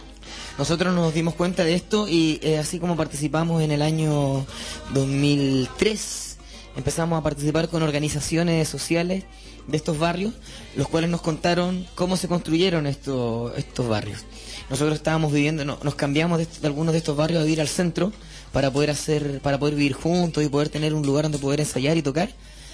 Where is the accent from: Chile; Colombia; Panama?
Chile; Nosotros venimos desde Chile